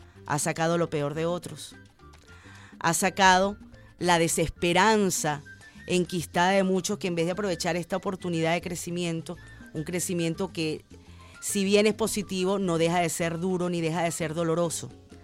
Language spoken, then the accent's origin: Spanish; Venezuela